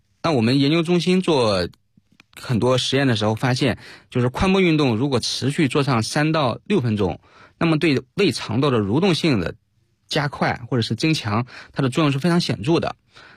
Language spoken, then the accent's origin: Chinese; China